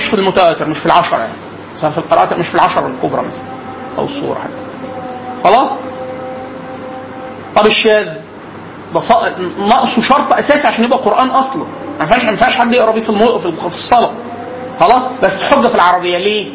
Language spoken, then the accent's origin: Arabic; Upper Egypt, Egypt; accent: close to Cairene; فانا مثلا انا راجل من الصعيد, عشت طول حياتي لغايه سنه 2005 في الصعيد خلاص